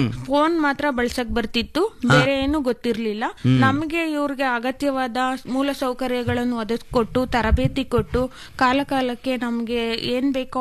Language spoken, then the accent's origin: Kannada; Honasakere, Karnataka, India; ನಾನು ಹೊನಸ್ಕೆರೆ ಗ್ರಾಮದಿಂದ ಬಂದಿದ್ದೀನಿ.